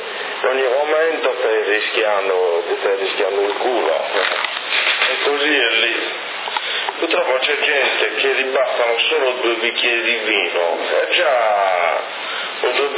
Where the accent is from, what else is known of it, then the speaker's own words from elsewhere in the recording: Rome, Lazio, Italy; Capo, io sono romano